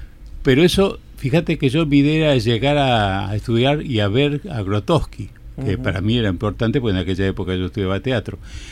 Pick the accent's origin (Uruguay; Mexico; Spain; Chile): Spain; Galicia; él era galleguayo y yo soy gallego.